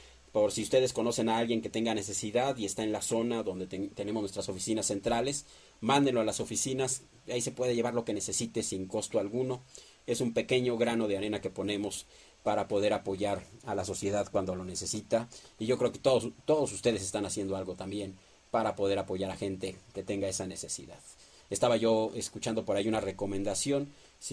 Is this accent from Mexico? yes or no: yes; Mexico; Somos mexicanos y si algo nos caracteriza, que siempre salimos adelante